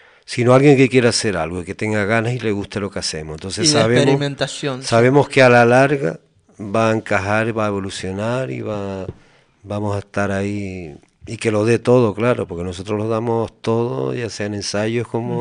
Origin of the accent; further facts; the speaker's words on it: Tacoronte, Canary Islands, Spain; Bueno, lo de Mesa del Mar es que yo soy de Tacoronte.